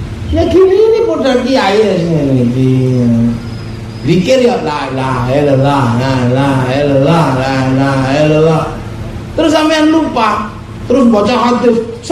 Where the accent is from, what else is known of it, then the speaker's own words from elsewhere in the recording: Yogyakarta, Special Region of Yogyakarta, Indonesia; Saya orang Jogja paham sekali di sana.